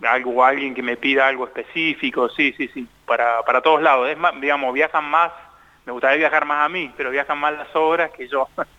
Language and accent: Spanish; James Craik, Córdoba, Argentina; viví muchos años de mi vida en Córdoba. Soy de ahí, soy del interior de Córdoba, de un pueblo que se llama James Cray, cerquita de Villa María.